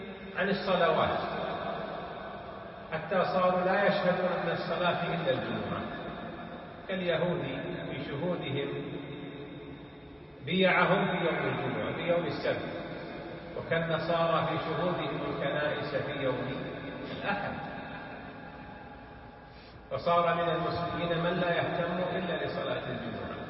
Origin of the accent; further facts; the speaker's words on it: Saudi Arabia; ولهذا في بلادنا المملكة العربية السعودية